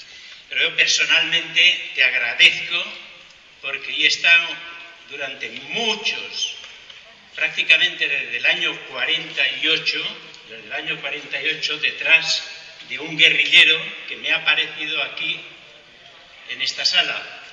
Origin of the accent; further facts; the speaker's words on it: Zaragoza, Aragon, Spain; Me presento porque no soy de aquí. … vengo de Zaragoza.